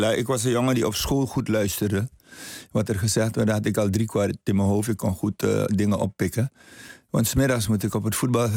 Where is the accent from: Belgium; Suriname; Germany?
Suriname; Paramaribo; In Paramaribo, in het Slandse Hospitaal.